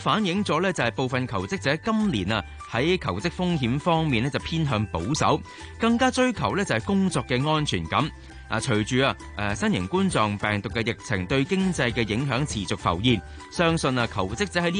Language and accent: Cantonese; Hong Kong